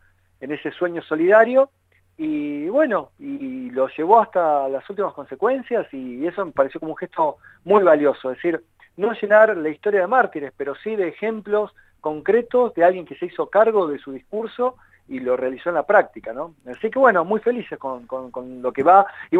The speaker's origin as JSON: {"language": "Spanish", "region": "Tierra del Fuego", "country": "Argentina", "tie": "born there", "moved": "yes", "lives_now": "La Plata, Argentina", "said": "Yo nací en Tierra del Fuego. Después pasé por distintas ciudades."}